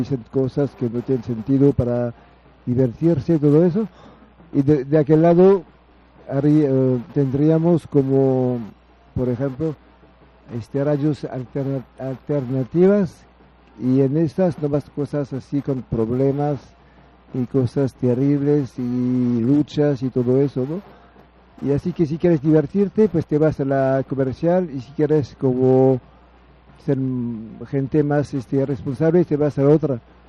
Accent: France; Spanish is a second language; Vengo de Francia también, sí. De Francia. Yo vivo en Francia y tengo 10 días aquí en México. Y estuve en el país hace mucho tiempo. O sea, como 20 años estuve en el país, pero no aquí.

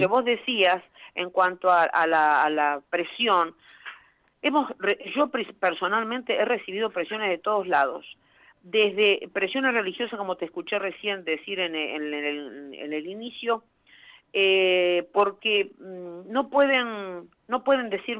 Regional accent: Buenos Aires, Argentina; born there; Yo soy nacida en Buenos Aires, pero bueno, me gradué como médica veterinaria en Pico, tengo parte de mi familia en Pico

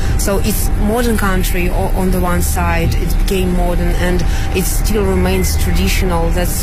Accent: Belarus; English is a second language; now in China; I'm the journalist from Belarus.

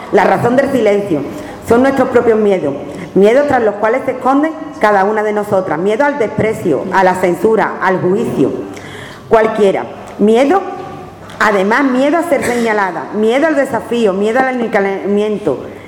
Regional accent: Andalusia, Spain; Soy andaluza, flamenca, del pueblo, bailo y soy aficionada a flamenco. He sido una niña cani, shoni, barrio bajera.

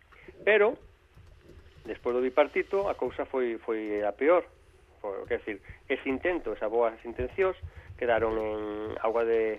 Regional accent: Galicia, Spain; Como autocrítica, como galego que son

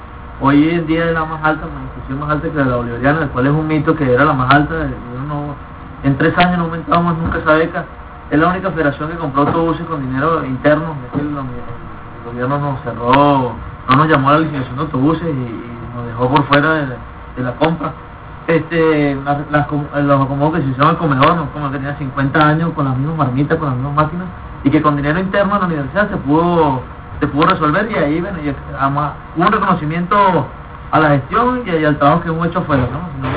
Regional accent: Venezuela; todos somos venezolanos, todos vivimos los mismos males, unos más que otros

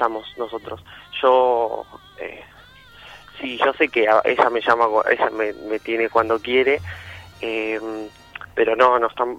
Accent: Colón, Buenos Aires Province, Argentina; yo soy de Colón, Buenos Aires, que es una ciudad chica

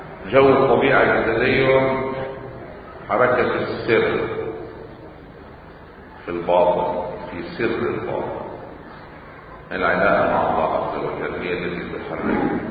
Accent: Lebanon; عندنا بلبنان بعض الأمور تتحول لصراعات دغري

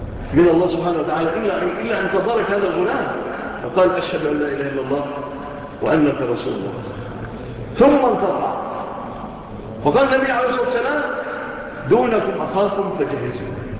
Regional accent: Egypt; وسألوا الله أن تكون بلادنا مصر بلادا آمنة مطمئنة

